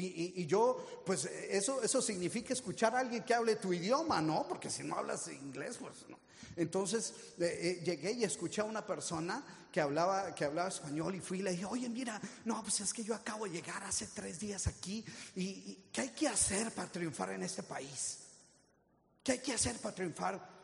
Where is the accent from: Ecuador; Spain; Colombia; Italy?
Colombia; moved away; Yo llegué hace 40 años de Colombia. Yo soy originalmente de Colombia.